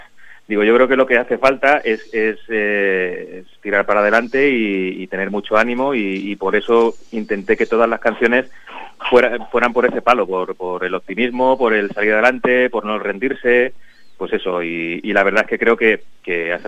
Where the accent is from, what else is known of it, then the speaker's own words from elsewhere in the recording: Valdepeñas, Castilla-La Mancha, Spain; somos todos de Valdepeñas y somos todos amigos de hace un montón de años